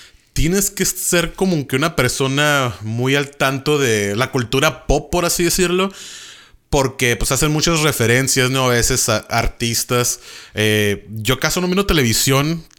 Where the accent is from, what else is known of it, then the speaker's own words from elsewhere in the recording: Tijuana, Baja California, Mexico; Porque de chicos crecimos en Tijuana.